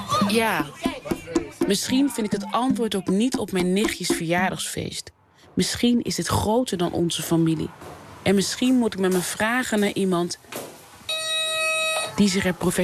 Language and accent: Dutch; Suriname; als Surinamers iets brengen, een verhaal, dan zijn andere Surinamers super kritisch.